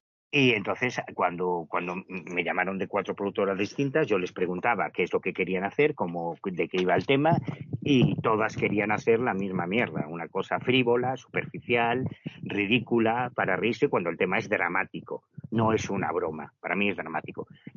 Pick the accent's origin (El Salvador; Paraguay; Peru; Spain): Spain; Betanzos, Galicia; soy un puto estudiante de Betanzos que vengo desde Galicia porque me interesa el tema